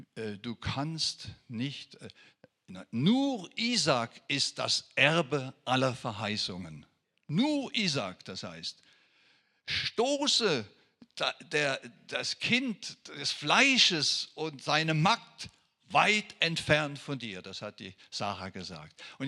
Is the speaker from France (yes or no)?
yes; France; first language French; German is a second language; Als Franzose hat mich das immer so gestört, warum sagen sie Buße hier?